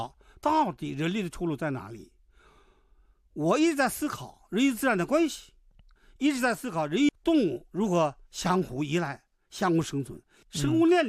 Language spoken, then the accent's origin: Chinese; Inner Mongolia, China; 所以我们那个内蒙古，我老家克什草原，这个草原从清代道光时代开始开垦草原以后